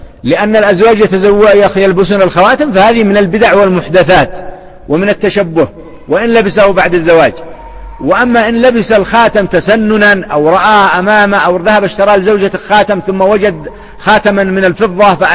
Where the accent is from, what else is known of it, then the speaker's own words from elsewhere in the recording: Yemen; وهذا موجود عندنا في اليمن